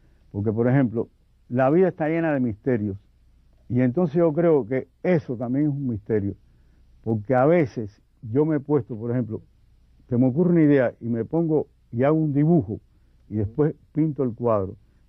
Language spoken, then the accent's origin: Spanish; Cuba; soy el primer cubano que dicen los críticos que ilustró el Quijote.